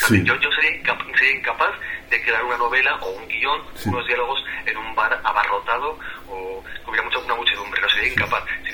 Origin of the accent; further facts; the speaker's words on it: La Roca, Aragon, Spain; me voy a mi pueblo, a La Roca, que está en la provincia de Zaragoza, es un pueblo muy bonito.